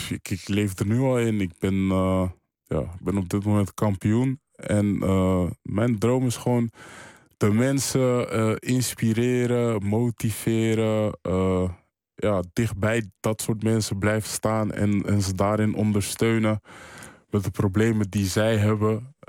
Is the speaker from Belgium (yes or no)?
no; Amersfoort, Utrecht, Netherlands; in Amersfoort, waar ik vandaan kom